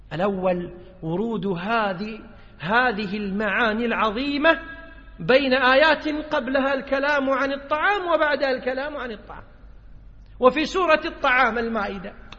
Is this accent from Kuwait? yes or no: yes; Kuwait; يعني في اصطلاح الناس عندنا بالكويت يقول ايش يتطنز